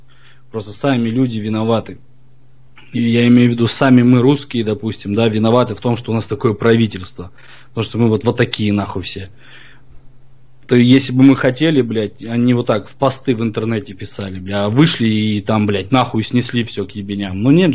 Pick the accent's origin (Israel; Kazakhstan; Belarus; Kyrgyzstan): Kazakhstan; moved away as an adult; also born or lived in Ukraine; now in Krasnodar, Russia; я родился в Казахстане, да, там, считай, 23 года прожил там. Потом я жил и в Украине жил, у меня бабушка с Украины. Вот. И потом переехал в Краснодар